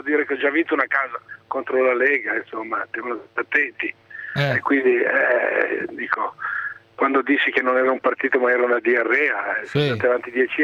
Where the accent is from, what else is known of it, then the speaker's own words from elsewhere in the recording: Milan, Lombardy, Italy; No, non sono veneto, sono di Milano.